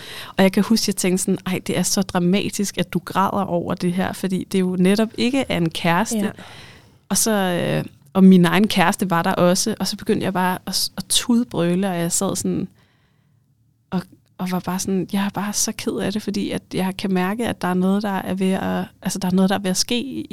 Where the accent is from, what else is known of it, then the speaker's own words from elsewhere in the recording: North Denmark Region, Denmark; når jeg siger mand, så mener jeg mig, jeg er jo nordjyde.